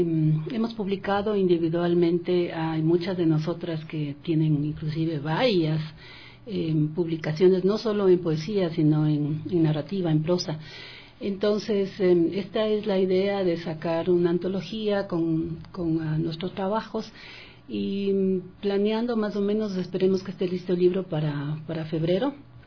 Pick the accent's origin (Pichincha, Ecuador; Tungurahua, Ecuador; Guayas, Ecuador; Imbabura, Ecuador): Pichincha, Ecuador; Quito; las que estamos involucradas en el proyecto, que somos quiteñas, como ya dije